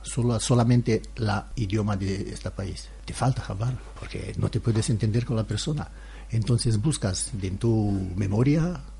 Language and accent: Spanish; Transylvania, Romania; De Transilvania, es una región de Rumanía.